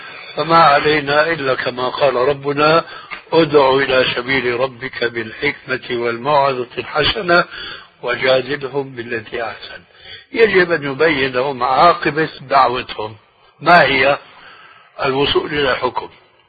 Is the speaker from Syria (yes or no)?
yes; Syria; وهو يشير إلى بلدي يعني سوريا